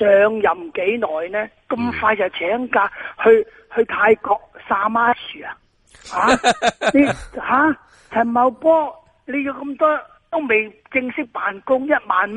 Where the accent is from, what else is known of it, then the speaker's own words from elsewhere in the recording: China; 全世界我哋中国人嘅光荣嚟噶